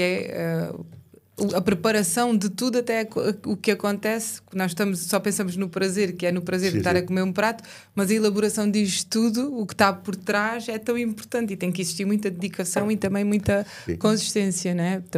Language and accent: Portuguese; Odemira, Alentejo, Portugal; Eu que sou do Conselho de Odmira